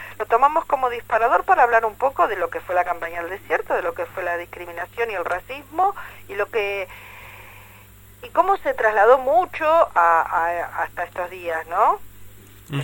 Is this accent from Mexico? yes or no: no; La Plata, Buenos Aires Province, Argentina; yo soy platense, nacida, criada, tengo 56 años